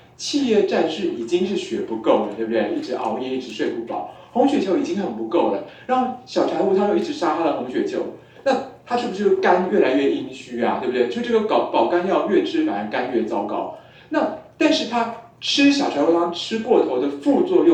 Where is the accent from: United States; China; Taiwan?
Taiwan; 就我们台湾人用科学中药啊，那克数就可以更低